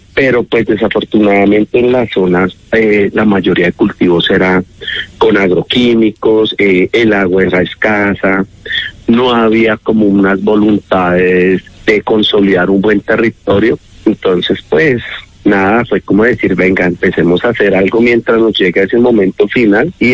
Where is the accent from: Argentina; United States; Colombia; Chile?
Colombia; Bogotá; now in Silvania, Colombia; No, yo soy de Bogotá, ya hijo adoptivo de Silvania desde hace 11 años. Llegué allí producto de esas causalidades de la vida, producto del conflicto armado